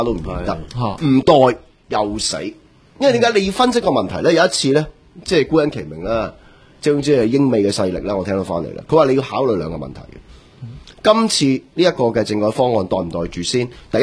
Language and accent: Cantonese; Hong Kong